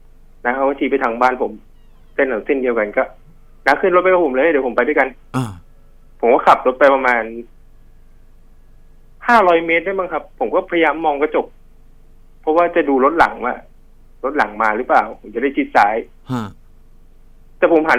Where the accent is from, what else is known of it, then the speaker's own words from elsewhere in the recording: Bangkok, Thailand; คือผมอ่ะเกิดที่กรุงเทพแล้วก็โตที่กรุงเทพมาช่วงหนึ่ง